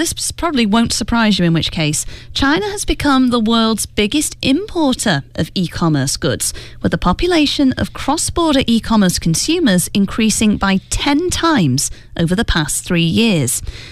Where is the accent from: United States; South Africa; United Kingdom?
United Kingdom; England; He realized I was from England.